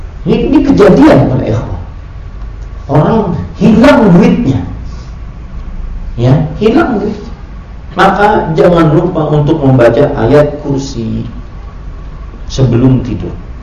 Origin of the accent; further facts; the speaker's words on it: South Kalimantan, Indonesia; Kalau di kampung saya di Kalimantan Selatan ada namanya hantu kuyang